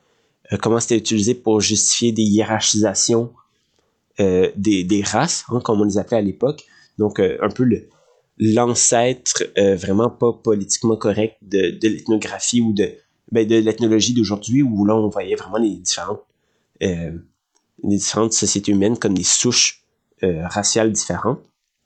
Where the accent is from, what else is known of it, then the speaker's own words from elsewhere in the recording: Quebec, Canada; en tant que Québécois, moi j'ai un rapport à l'État, un rapport à l'identité nationale, un rapport à la langue qui est unique au monde.